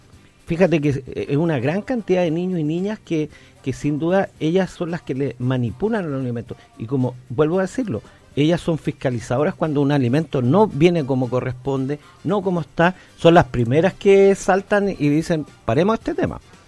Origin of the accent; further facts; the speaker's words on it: Quilpué, Valparaíso, Chile; yo vengo de Quilpué